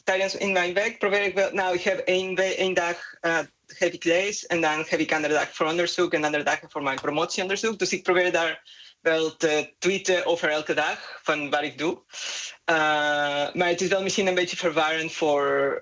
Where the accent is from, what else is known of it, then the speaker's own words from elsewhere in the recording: Mexico; Dutch is a second language; moved away as an adult; now in Netherlands; Nee, ik kom uit Mexico.